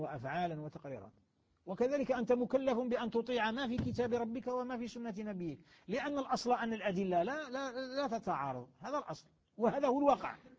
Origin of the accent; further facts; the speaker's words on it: Algeria; بلدياتنا مش كاين يضرنا احنا في بلادنا الجزائر، بلاد الخير